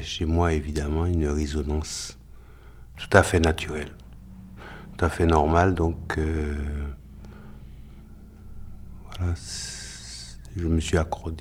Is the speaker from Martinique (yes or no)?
yes; Fort-de-France, Martinique; Et chez moi, à Fort-de-France, il y a une très belle bibliothèque.